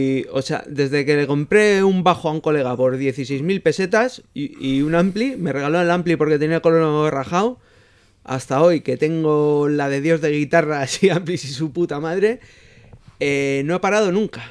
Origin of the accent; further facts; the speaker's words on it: Bilbao, Basque Country, Spain; El Bullón. Yo soy de Uribarri, chaval.